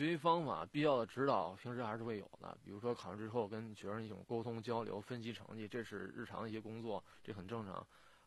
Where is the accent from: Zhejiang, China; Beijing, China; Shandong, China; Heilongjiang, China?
Beijing, China; Daxing; 大兴也是我的家乡算作